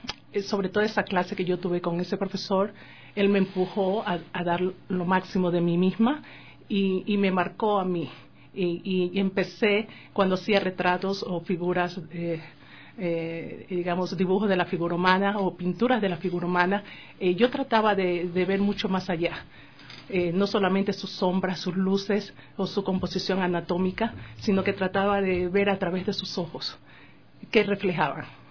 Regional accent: Ecuador; also born or lived in United States; Yo comencé desde muy temprana edad, aquí en mi tierra natal, Ecuador, como autodidacta.

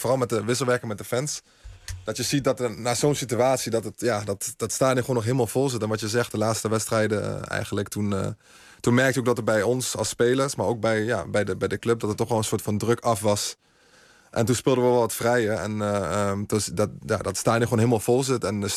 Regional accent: Nijmegen, Gelderland, Netherlands; En de meeste mensen weten ook dat ik uit Nijmegen kom.

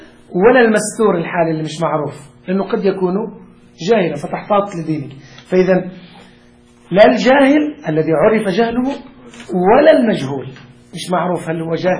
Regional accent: Lebanon; والله كان واحد عندنا في لبنان كان فاسقا جدا

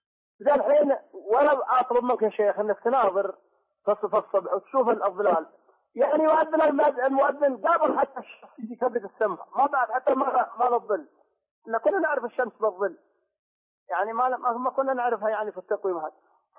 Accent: Taif, Makkah Province, Saudi Arabia; احنا عندنا في الطائف

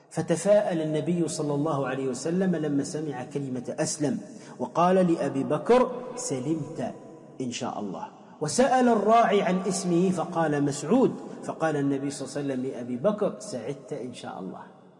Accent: Tunisia; حتى عندنا في تونس يقول وين دمك وين همك

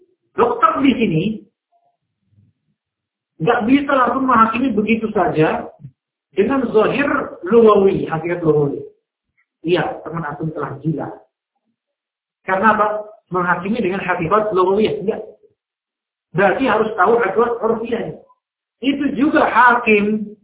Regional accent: Jakarta, Indonesia; Saya orang Jakarta nggak ngerti, kan?

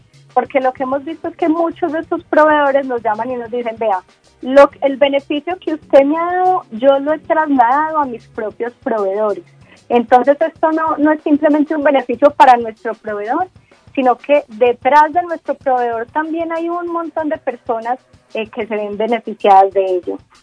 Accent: Antioquia, Colombia; Pues me pillaste, soy muy paisa.

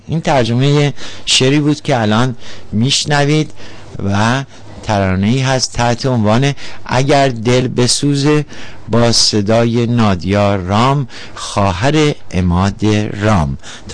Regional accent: Iran; میگن مازندرانی هستم، ولی واقعیتش اینه که نمیدونم اهل کجام، ولی ایرانی هستم، افتخار میکنم که ایرانی هستم

